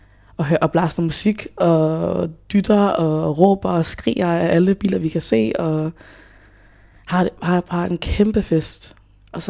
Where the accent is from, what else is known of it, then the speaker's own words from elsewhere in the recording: Hjørring, North Denmark Region, Denmark; also born or lived in Democratic Republic of the Congo; så kom jeg hertil som 3-årig fra Congo, DR, som flygtning. Og vi landede så i Hjørring, som er, hvor jeg er fra.